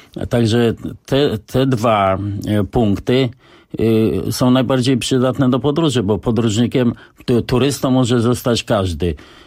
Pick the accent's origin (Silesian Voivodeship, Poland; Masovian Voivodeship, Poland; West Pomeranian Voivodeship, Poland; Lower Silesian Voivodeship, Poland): Masovian Voivodeship, Poland; Warsaw; No właśnie, wywodzę się z Targówka, tej części najstarszej w Warszawie